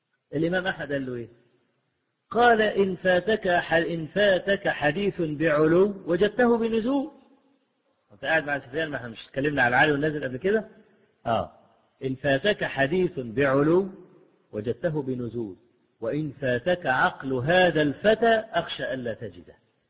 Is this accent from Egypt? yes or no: yes; Egypt; وأنا ما بقولش الكلام ده لأن أنا مصري